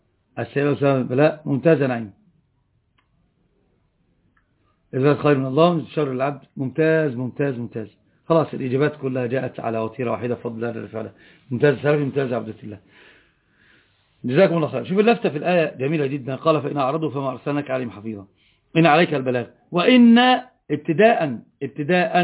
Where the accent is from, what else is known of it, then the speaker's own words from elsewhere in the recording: Upper Egypt, Egypt; أنا صعيدي، مشكلتي لطبعي ما أدري